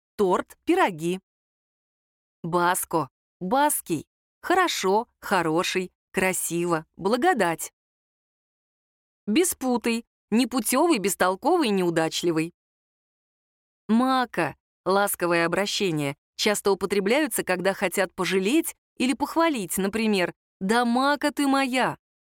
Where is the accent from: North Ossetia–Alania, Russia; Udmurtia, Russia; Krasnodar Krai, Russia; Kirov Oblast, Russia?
Udmurtia, Russia; Votkinsk; Мой отец русский, мать татарка. Я родилась, выросла и живу в Удмуртии. Это моя родина, моя гордость и моя любовь.